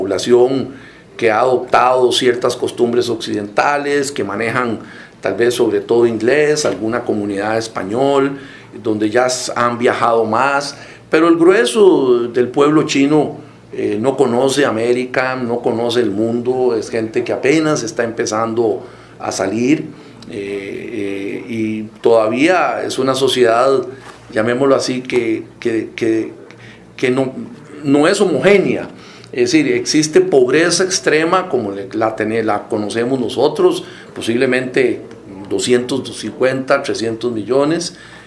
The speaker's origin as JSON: {"language": "Spanish", "country": "Costa Rica", "said": "como sociedad costarricense"}